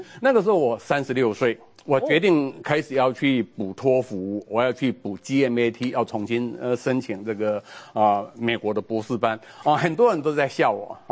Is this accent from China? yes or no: no; Alishan, Chiayi County, Taiwan; 我爸爸是林务局的员工啊，所以说我从小在阿里山出生长大。